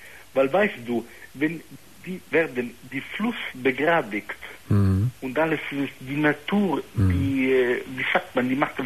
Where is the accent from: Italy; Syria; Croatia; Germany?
Italy; Parma, Emilia-Romagna; German is a second language; Schön eigentlich, ja. Aber ich komme aus Parma.